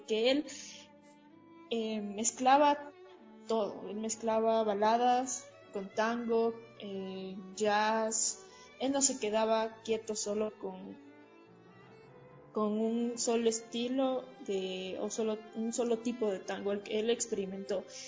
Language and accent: Spanish; Riobamba, Chimborazo, Ecuador; yo por ejemplo soy de Riobamba, si yo quiero experimentar, debo conocer al 100% lo que quiero romper